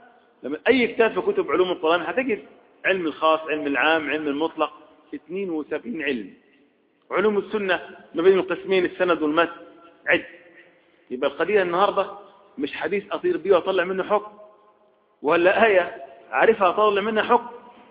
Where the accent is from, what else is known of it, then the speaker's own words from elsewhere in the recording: Egypt; احنا عندنا في مصر عرف، اهل بحر لهم عرف، اهل الصعيد لهم عرف